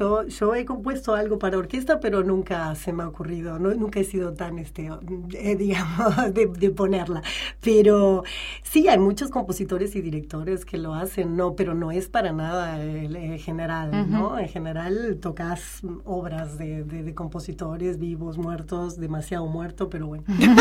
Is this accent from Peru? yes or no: no; Montevideo, Uruguay; es el único concierto que he tenido oportunidad de dirigir en Montevideo, mi ciudad natal.